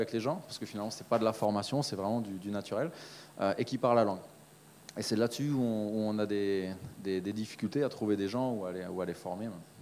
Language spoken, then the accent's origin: French; Brittany, France; Moi, je te dirais que je suis pas français, mais je suis breton.